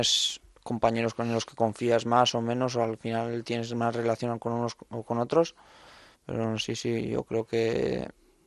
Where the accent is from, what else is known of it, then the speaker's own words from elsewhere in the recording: Navarre, Spain; Euskal Herria en mi caso, que yo soy navarro, pues que me considero vasco también.